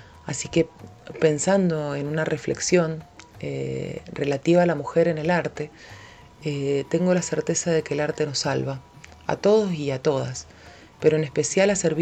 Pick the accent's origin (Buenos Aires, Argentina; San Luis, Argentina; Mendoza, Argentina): Mendoza, Argentina; soy mendocina, soy productora audiovisual